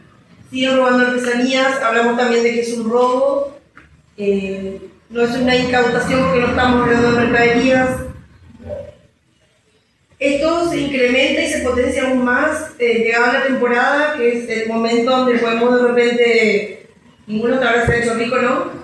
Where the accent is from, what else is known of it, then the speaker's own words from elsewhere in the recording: Paraguay; born there; yo soy nacida en Paraguay